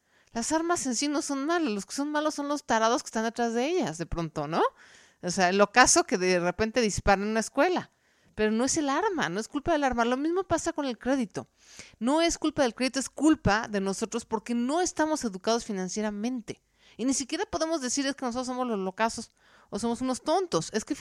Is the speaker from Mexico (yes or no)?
yes; Mexico; es hacer que ya no pidamos prestado como mexicanos, como cultura